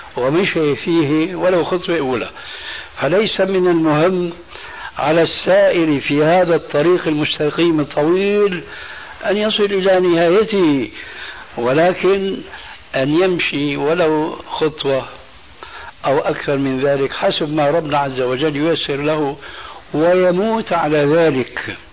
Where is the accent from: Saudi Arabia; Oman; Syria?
Syria; Damascus, Damascus Governorate; كما يقولون عندنا في دمشق بدها الزكتات